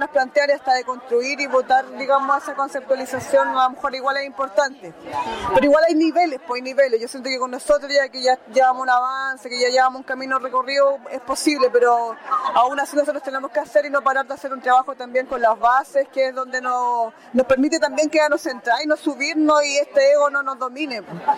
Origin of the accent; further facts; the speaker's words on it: Temuco, Araucanía, Chile; de Temuco, pero también mi procedencia es de una comunidad que queda al interior de la comuna de Freire, de cercano a Temuco. Vivo en los dos lugares.